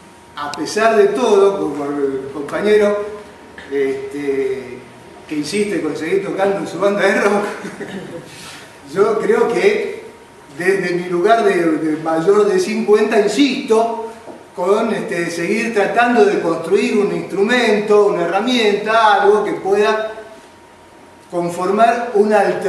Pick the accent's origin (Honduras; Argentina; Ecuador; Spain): Argentina; generalmente se vive en nuestra sociedad como argentinos